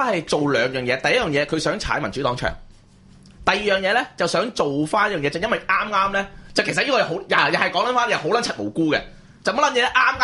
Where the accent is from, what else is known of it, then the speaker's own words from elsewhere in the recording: Hong Kong; 咁困够咗我哋香港人咁捻柒耐。